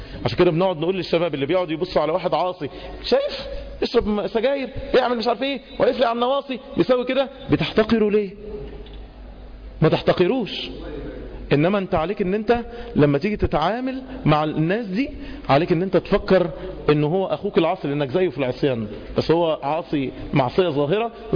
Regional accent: Egypt; خدوا بالكوا احنا كمصريين، احنا كمصريين يشيع جدا عشان احنا شعوب شرقية

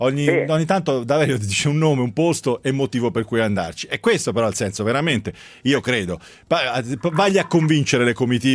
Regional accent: Pisa, Tuscany, Italy; Non ci si va, confermo, io sono di Pisa e non ci vado.

